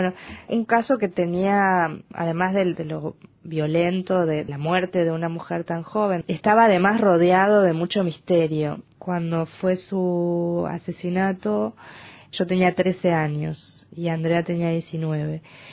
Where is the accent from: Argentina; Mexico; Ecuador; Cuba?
Argentina; Entre Ríos; Yo soy del interior de Argentina, de una provincia que se llama Entre Ríos